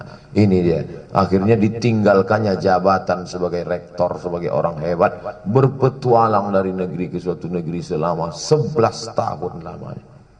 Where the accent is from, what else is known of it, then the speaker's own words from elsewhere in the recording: Riau, Indonesia; saya orang Melayu dari Riau